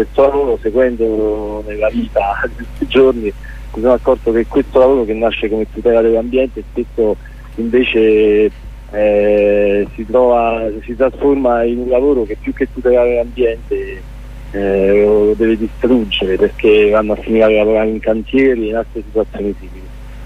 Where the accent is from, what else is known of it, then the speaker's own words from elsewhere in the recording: Abruzzo, Italy; sono abruzzese e conosco bene la realtà abruzzese